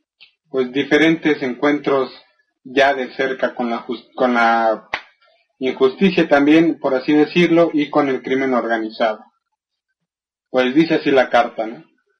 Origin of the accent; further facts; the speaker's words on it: Mexico; Soy un mexicano afectado profundamente por la violencia.